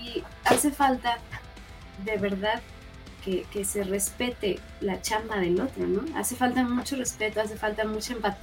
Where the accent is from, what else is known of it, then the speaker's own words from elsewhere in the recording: Mexico; Somos mexicanos y nuestra propuesta musical está siendo influenciada por muchos